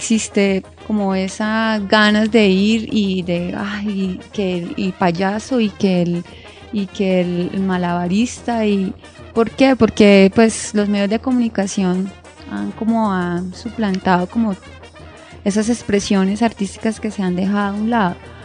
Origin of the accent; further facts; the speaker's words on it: San Vicente de Chucurí, Santander, Colombia; Porque pues soy oriunda de San Vicente, y segundo, porque siento que las provincias en mi época de infancia tenían una relación mucho más cercana con el circo.